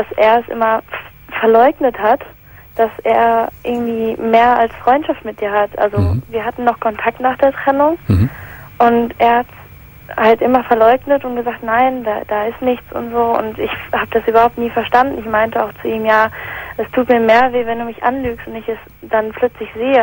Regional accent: England, United Kingdom; Also ich komme ursprünglich aus England

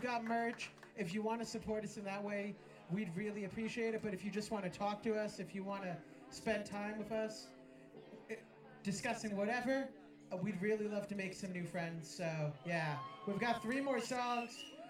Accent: New Jersey, United States; from New Jersey. The land of fucking gabagool, you know, so we're really happy to be here.

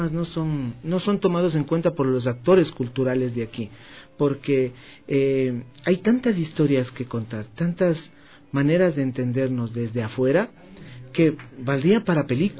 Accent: Ecuador; ahora como ecuatorianos, aceptemos una integración, no les integremos a los migrantes que ahora vienen acá.

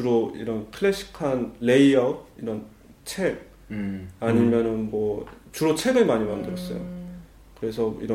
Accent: South Korea; moved away as an adult; now in Germany; 저는 이제 그 한국에서 왔고 이제 다른 문화 배경을 갖고 있어서

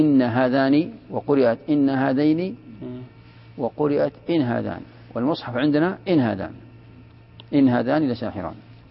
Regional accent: Najd, Saudi Arabia; وهذه موجودة ترى عندنا في نجد

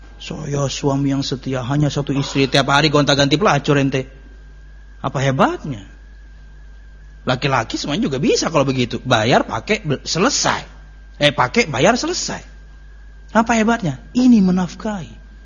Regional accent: Pekalongan, Central Java, Indonesia; born there; Saya dan kakak saya itu, saya nomor 6 dia nomor 5, kami berdua lahir di Pekalongan sebenarnya.

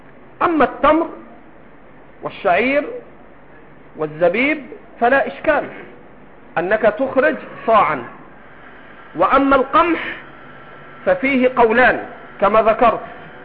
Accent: Egypt; أنا 20 سنة أقعد مع المصريين وأنا مصري

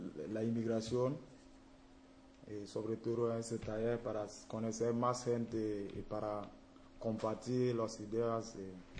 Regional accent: Burkina Faso; Soy de Burkina Faso.

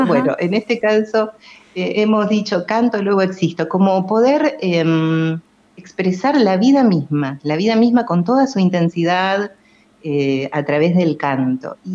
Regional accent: Buenos Aires, Argentina; moved away as an adult; now in Villa Elisa, Argentina; Yo nací, crecí en Buenos Aires y me formé allí. Nací en el barrio de Almagro, hermoso barrio, y a los 21 años más o menos me instalé aquí en Villa Elisa, donde formé mi familia

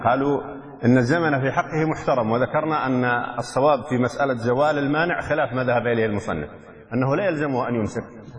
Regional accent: Yemen; فلو رأينا الهلال مثلا عندنا في اليمن

